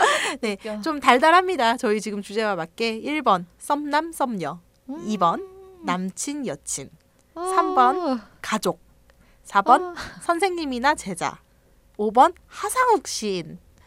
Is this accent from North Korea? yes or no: no; South Korea; 이 한국인으로서 봐야 되는 영화인데